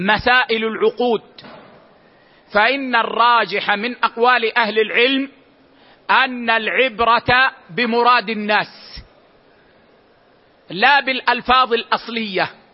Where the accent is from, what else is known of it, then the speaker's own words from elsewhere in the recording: Medina, Medina Province, Saudi Arabia; يعني مثلا عندنا في المدينة العيش في لهجتنا هو الخبز، هو الخبز